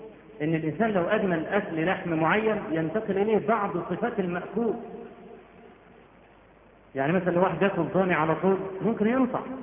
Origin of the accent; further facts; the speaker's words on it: Egypt; وإحنا عندنا في مصر بدعة قبيحة